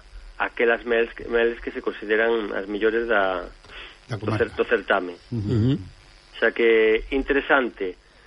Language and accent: Galician; Galicia, Spain; Como vou galego e defensor da nosa lingua